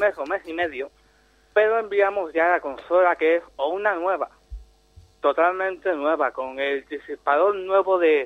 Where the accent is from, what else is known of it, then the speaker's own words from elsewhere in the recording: Germany; Spanish is a second language; Soy alemán.